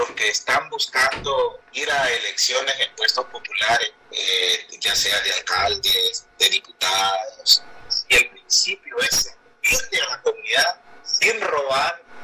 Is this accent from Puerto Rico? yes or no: no; Honduras; Pero para decir que el pueblo hondureño, nosotros como sociedad hondureña, pues yo le veo que somos una sociedad trabajadora y luchadora.